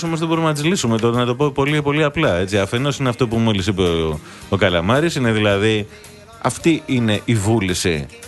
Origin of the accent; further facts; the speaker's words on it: Kastelli, Crete, Greece; Εγώ, το χωριό μας είναι στο Καστέλι.